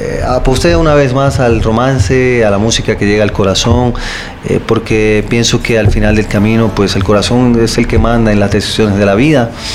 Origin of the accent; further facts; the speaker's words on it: Puerto Rico; Yo soy puertorriqueño.